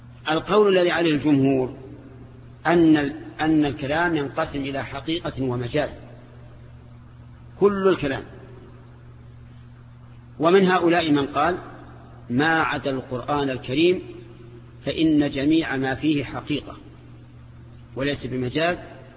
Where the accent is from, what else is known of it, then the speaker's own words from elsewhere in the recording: Najd, Saudi Arabia; أما عندنا في نجد فالشاة هي الأنثى من الضأن